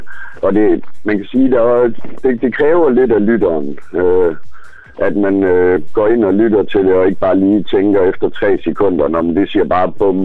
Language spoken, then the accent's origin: Danish; Aarhus, Central Denmark Region, Denmark; Så tænker jeg næsten, at vi skulle følge op med noget fra min hjemby.